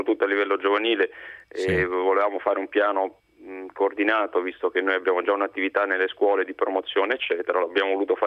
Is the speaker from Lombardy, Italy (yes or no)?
no; Rome, Lazio, Italy; io sono romano, quindi tradizioni diciamo per metà abruzzese.